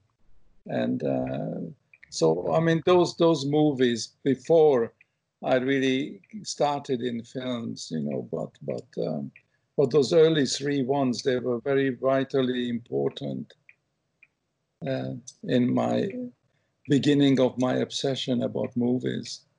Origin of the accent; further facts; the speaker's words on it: England, United Kingdom; moved away as an adult; also born or lived in Hungary; now in United States; But I love England, and I grew up in England, you know, having escaped from Hungary in 1956, and England really become my home, my real adopted country. And then I left it, you know, around 1980, you know, when I came to America